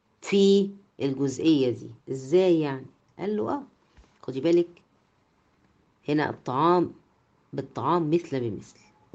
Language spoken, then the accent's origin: Arabic; Egypt; طبعا دي يعني يمكن مش منتشرة عندنا في مصر